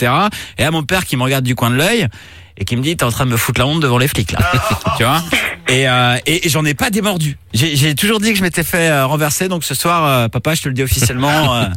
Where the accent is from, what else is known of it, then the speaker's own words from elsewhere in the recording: Brittany, France; je te rappelle que je suis breton.